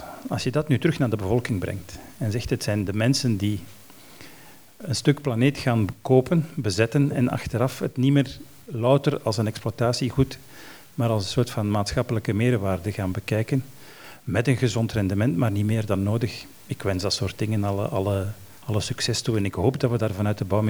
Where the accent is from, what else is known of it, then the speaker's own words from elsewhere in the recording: Antwerp, Flanders, Belgium; now in Brussels, Belgium; ik ben geboren in de Zeefhoek, dat gebouw is een icoon uit mijn jeugd, en ik woon nu in Brussel in een toren en ik zie bij helder weer de Oudaan aan de horizon